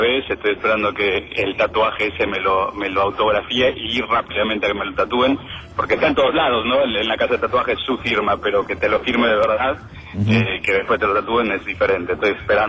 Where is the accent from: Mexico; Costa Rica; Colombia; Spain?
Mexico; now in Argentina; Yo soy mexicano, vivo en este hermoso país hace 24 años.